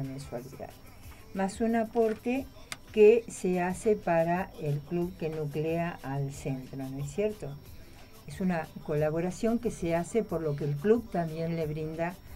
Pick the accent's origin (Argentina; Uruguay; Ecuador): Argentina; Burzaco, Buenos Aires Province; yo soy de Bursaco y uno conoce los negocios, el ámbito donde uno está, ¿no?